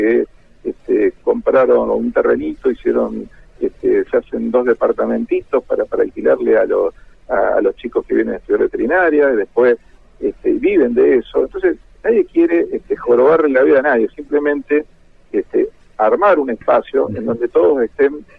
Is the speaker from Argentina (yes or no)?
yes; Argentina; uno como buen argentino, uno quiere tener su casa propia, ¿no?